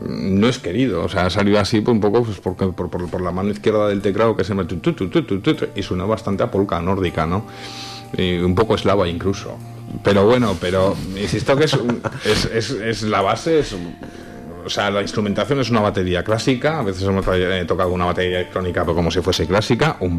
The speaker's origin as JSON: {"language": "Spanish", "town": "Tudela", "region": "Navarre", "country": "Spain", "tie": "born or raised there", "said": "yo soy natural de Tudera, voy a empezar por mi propia experiencia"}